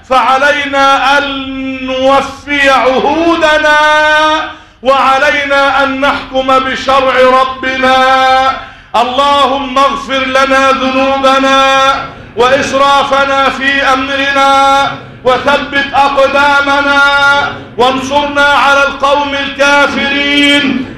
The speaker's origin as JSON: {"language": "Arabic", "country": "Egypt", "said": "اللهم إنا نسألك أن تجعل بلدنا مصر أمنا أمانا سخاء رخاء"}